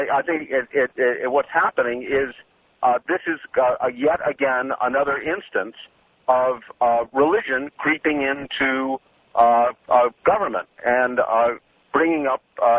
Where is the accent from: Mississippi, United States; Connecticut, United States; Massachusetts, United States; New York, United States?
Massachusetts, United States; Boston; now in Malibu, United States; I live in Malibu, but I'm originally from Boston, which is the seat of some of the worst child molestation, as you know, in the history of the Catholic Church